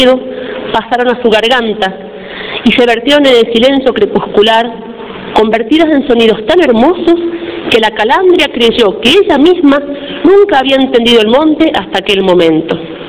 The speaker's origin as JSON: {"language": "Spanish", "country": "Argentina", "said": "Para nosotros como argentinos es un profeta para la Argentina."}